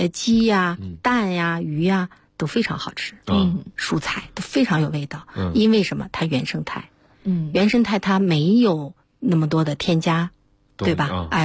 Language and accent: Chinese; China; 是啊，我们到那儿以后感觉到很自豪嘛，因为我们中国人